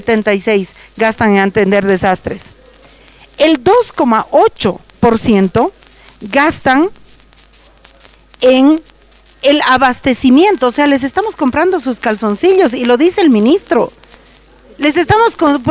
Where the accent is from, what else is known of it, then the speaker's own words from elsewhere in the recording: Bolivia; yo no soy diputada, nada, pero yo soy boliviana